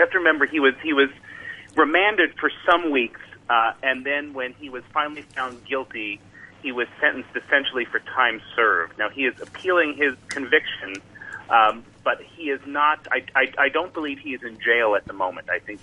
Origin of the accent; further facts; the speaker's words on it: United States; I was raised in the United States. I have no religion.